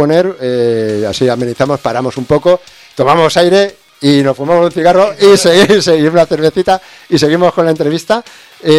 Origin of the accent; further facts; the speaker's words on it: Cornellà de Llobregat, Catalonia, Spain; Yo soy de Cornellá.